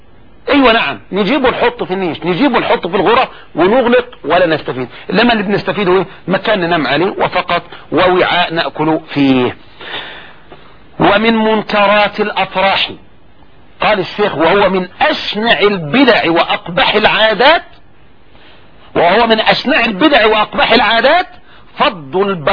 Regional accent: Egypt; طبعا هذا عندنا في مصر، وان كان الحمد لله قل الان

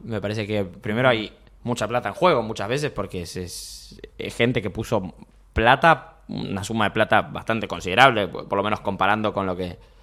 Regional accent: Montevideo, Uruguay; Montevideo, somos más tranquilos acá.

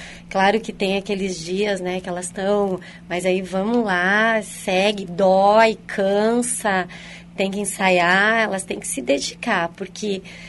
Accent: Francisco Beltrão, Paraná, Brazil; Minha cidade natal é Francisco Beltrão, interior do Paraná.

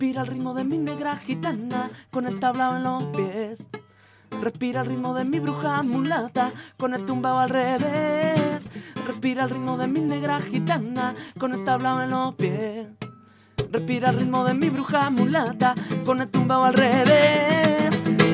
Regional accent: Querétaro, Mexico; also born or lived in Mexico City; now in Spain; Yo nací en el DF. Uh-huh. Y luego a los 5 años yo padecí de asma y mis padres decidieron que toda la familia nos teníamos que cambiar de ciudad

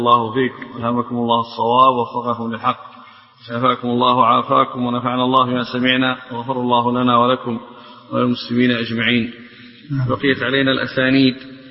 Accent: Yemen; الدباء لا زالت تستعمل اليوم عندنا في اليمن في البوادي في خض الحليب

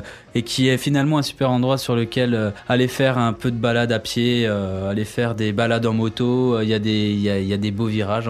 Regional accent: Bourgogne-Franche-Comté, France; je viens de la Bourgogne. Pour moi, la plus belle région de France. J'y suis très, très attaché.

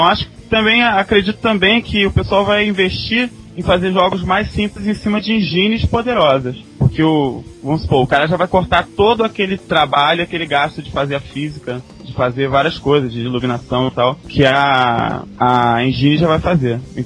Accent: Rio de Janeiro, Brazil; eu sou aqui do Rio de Janeiro, né? Do buraco do Rio de Janeiro, do final do Rio de Janeiro, lugar quente pra caramba.

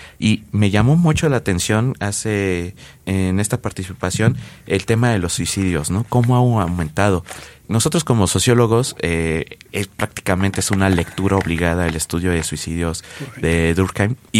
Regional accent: Mexico; nosotros como mexicanos, como habitantes de este extenso y diverso país

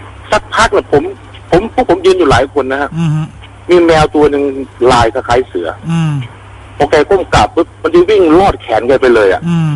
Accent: Chaiyaphum, Thailand; ผมก็ถามผมว่ามาจากไหนผมบอกผมมาจากชัยภูมิ

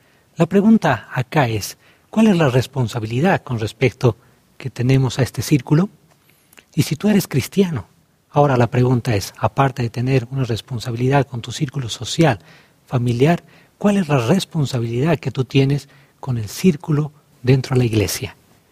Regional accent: La Paz, Bolivia; born there; la ciudad más linda de Bolivia, La Paz, la ciudad donde yo nací.

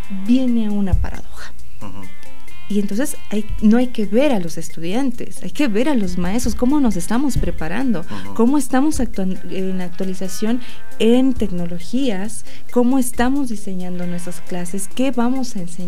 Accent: Mexico; Entonces, ¿qué problema tenemos como mexicanos?

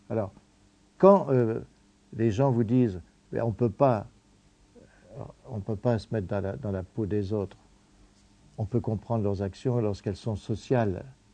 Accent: Cambrai, Hauts-de-France, France; je viens de Cambrai, de mon époque, j'ai mes racines de classe

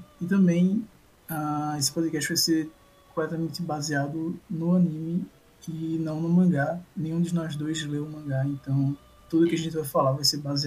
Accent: Recife, Pernambuco, Brazil; sou de Recife.

